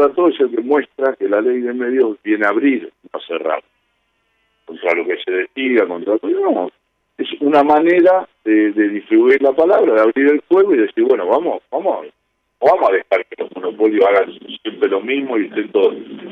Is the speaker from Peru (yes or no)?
no; Buenos Aires, Argentina; Yo soy un porteño, recontra porteño.